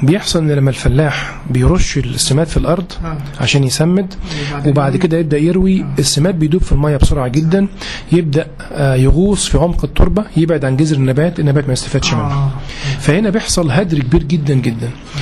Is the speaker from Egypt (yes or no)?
yes; Egypt; فاحنا طبعا عشان المشكلة دي كبيرة جدا عندنا في مصر